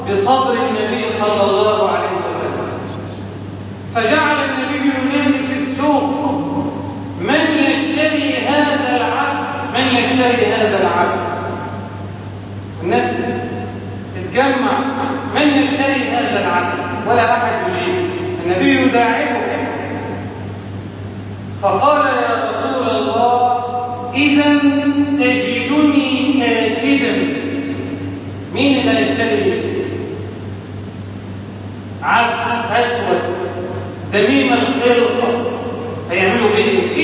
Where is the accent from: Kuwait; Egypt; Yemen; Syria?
Egypt; اللهم اجعل بلدنا مصر امنا اماما، سخاء رخاء